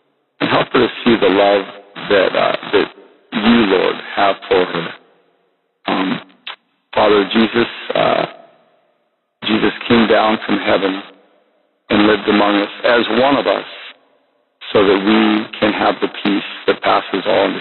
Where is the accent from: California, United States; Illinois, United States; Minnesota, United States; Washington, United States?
Washington, United States; Vancouver; I'm from Vancouver, Washington.